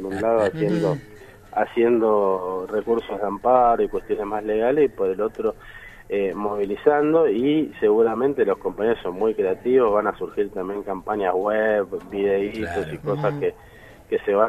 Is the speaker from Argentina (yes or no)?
yes; Argentina; Somos simplemente artistas argentinos que queremos expresarnos